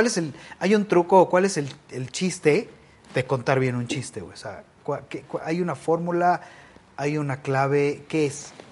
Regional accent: State of Mexico, Mexico; Pues yo soy del Estado de México.

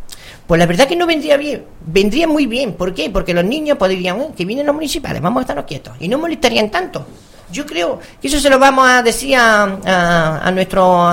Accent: Bailén, Andalusia, Spain; Yo que soy ciudadana de Bailén

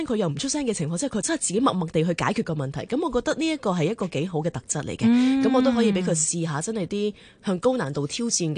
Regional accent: Hong Kong; born or raised there

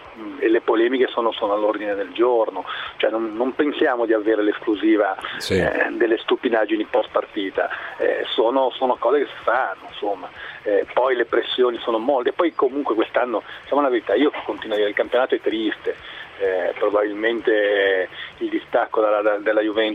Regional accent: Genoa, Liguria, Italy; ovviamente io sono di Genova

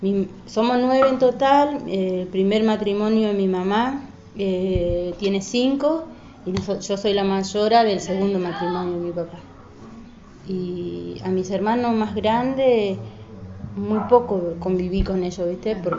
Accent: Quitilipi, Chaco, Argentina; En Chaco. Ahí estudié, hice mis estudios primario y bueno, hasta tercer año de secundario. A los 17 años...

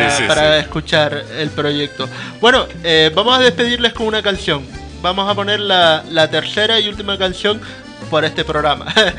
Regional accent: Canary Islands, Spain; Es algo parecido de lo que me dicen también de Uruguay, que hay pues barrios particulares en donde los canarios nos sentimos como en las mis

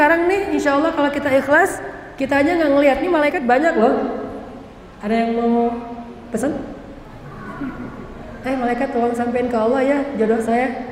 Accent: Aceh, Indonesia; Kan saya mah orang Aceh, tinggal di Banda Aceh.

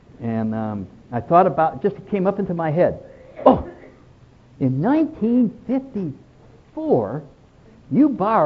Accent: New England, United States; Well, I don't know any states where they ski except Vermont. I'm from New England.

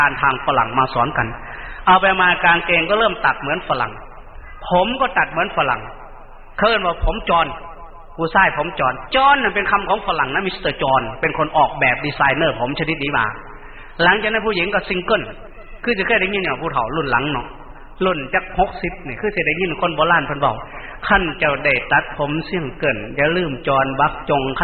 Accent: Isan, Thailand; first language Lao; ข้าพยายามฝึกพูดภาษาไทยกลางแต่ก่อนพวกเรานี่ไม่ได้พูดภาษาไทยอันนี้เราพูดภาษาลาวเรียนก็ไม่ได้เรียนหนังสือภาษาไทยนู่นเราเรียนหนังสือลาว

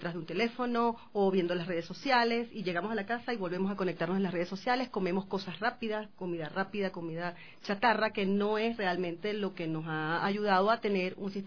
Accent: Venezuela; now in Quito, Ecuador; soy eres venezolana.

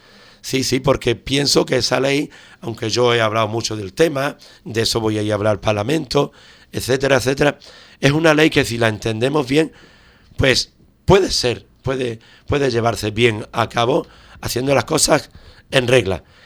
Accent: Ubrique, Andalusia, Spain; eso es mi pueblo y mis ubriqueños, que los quiero un montón

